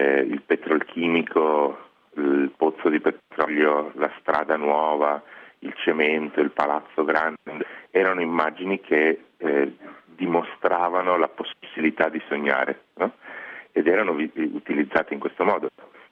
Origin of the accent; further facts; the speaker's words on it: Padua, Veneto, Italy; io sono nato e cresciuto a Padova in un contesto molto monoetnico, in cui i miei compagni di classe erano tutti dello stesso quartiere